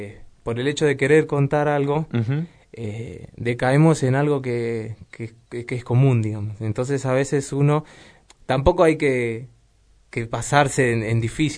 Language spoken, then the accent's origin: Spanish; Moreno, Buenos Aires Province, Argentina; born there; yo nací acá, en Moreno